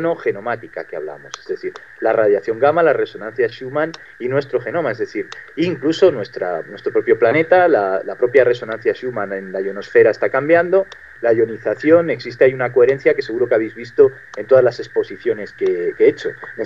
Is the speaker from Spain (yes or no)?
yes; Madrid, Community of Madrid, Spain; En concreto, los que somos madrileños, tenemos muchísima experiencia con el tema de las tuneladoras.